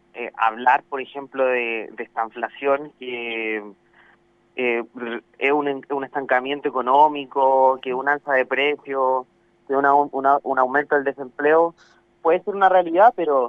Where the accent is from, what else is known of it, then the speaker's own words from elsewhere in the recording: Chile; yo creo que es la actitud mínima que tenemos que tener como chilenos, en verdad